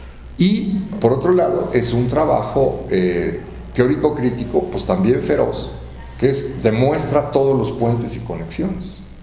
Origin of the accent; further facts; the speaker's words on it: Mexico; Perdón, vengo de México, ahí somos muy pochos, ¿no? Hablamos mucho así.